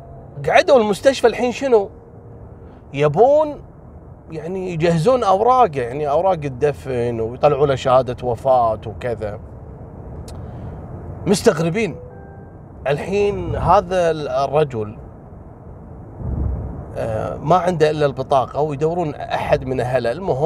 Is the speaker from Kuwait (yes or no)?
yes; Kuwait; قبل أيام عندنا في الكويت، تقريبا قبل 3 أيام أو يومين، حصلت سالفة غريبة جدا.